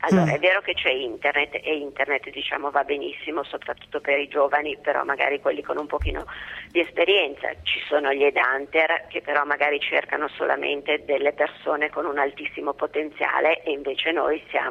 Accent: Milan, Lombardy, Italy; Io sono di Milano, quindi conosco diciamo il movimento che c'è su Milano

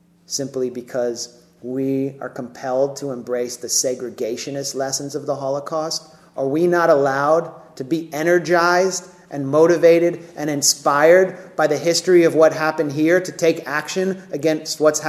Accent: United States; I was able to go because I'm an American Jew and a credentialed journalist.

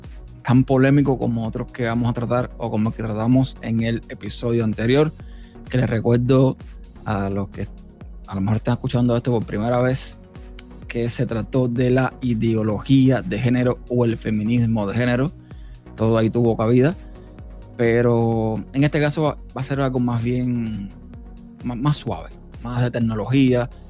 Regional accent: Cuba; yo nací en un país desconectado completamente del mundo, Cuba, para el que no sepa. Si es que mi acento no se nota, yo soy cubano. Nací en un país desconectado prácticamente del mundo.

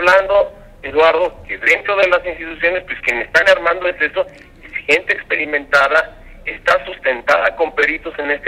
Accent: Mexico; como mexicanos

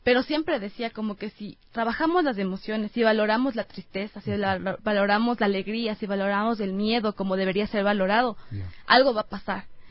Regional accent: Otavalo, Imbabura, Ecuador; Yo soy de Otavalo, natalmente, entonces tengo mucho de mi cultura.

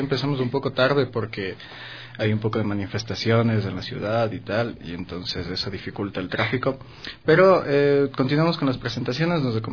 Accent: Ecuador; dentro de nuestras posibilidades civiles como ecuatorianos

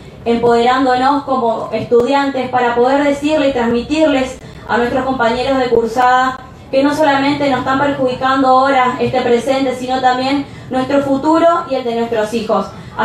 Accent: Chaco, Argentina; Por eso nosotros, como estudiantes y como chaqueños, valoramos la federalización de este espacio

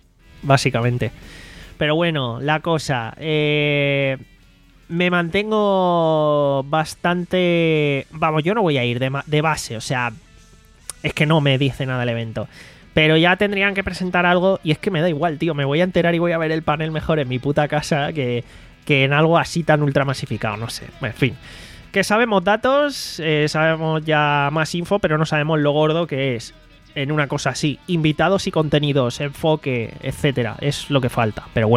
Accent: Málaga, Andalusia, Spain; me interesa la info porque encima soy de Málaga y me veo en la duda

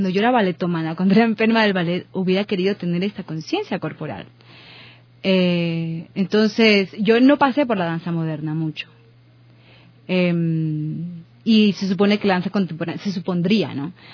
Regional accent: Ecuador; moved away; yo vine de Quito, de Guayaquil, a vivir aquí en el 2011.

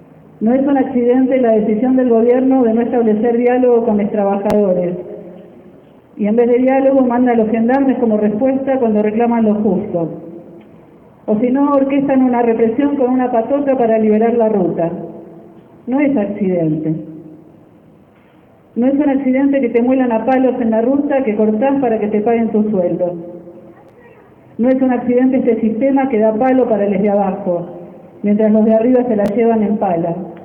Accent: Chubut, Argentina; queremos decirles que venimos desde Puelmapu, lo que hoy se llama Chubut, que es un territorio atravesado por la violencia de gobiernos, empresarios, terratenientes

